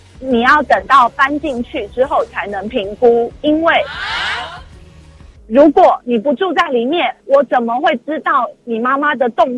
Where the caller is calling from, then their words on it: Taipei, Taiwan; 我是台北的